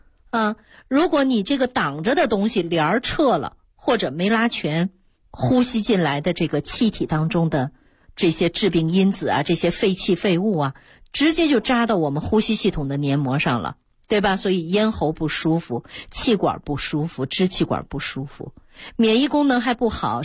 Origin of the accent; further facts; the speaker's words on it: China; 那作为中国人，我们也有得天独厚的这样的一个保持健康的条件。